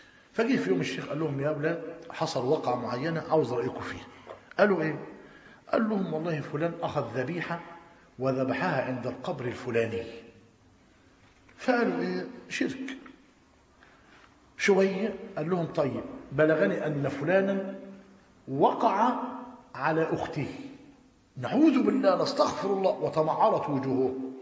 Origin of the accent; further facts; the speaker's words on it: Tanta, Gharbia, Egypt; خد بالك، عندنا في طنطا أنا قريب منه